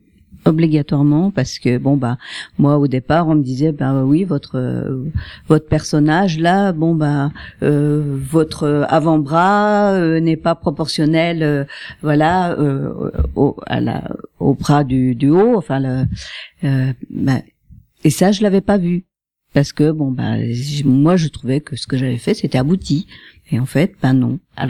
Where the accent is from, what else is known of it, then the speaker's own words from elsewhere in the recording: Épinal, Grand Est, France; moi je suis d'Épinal, donc j'ai le tarif des Spinaliens.